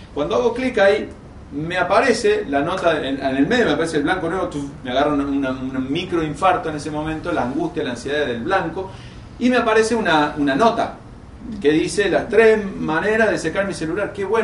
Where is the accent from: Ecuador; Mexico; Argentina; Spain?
Argentina; Córdoba; como soy medio inútil porque soy cordobés